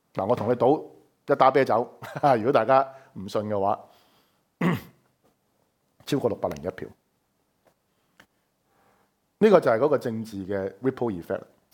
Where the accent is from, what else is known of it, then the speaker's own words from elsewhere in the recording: Hong Kong; 我哋香港人